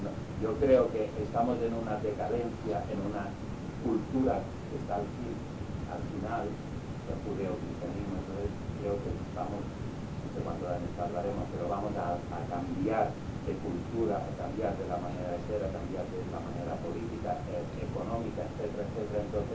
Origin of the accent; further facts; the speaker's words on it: Balearic Islands, Spain; Soy tan mallorquín que no creo que la espiritualidad tenga mucho que ver.